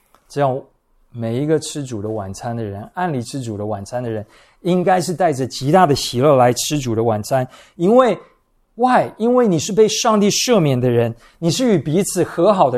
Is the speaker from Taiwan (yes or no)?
yes; Taiwan; 我们都是台湾人嘛，我们都在这个文化环境中长大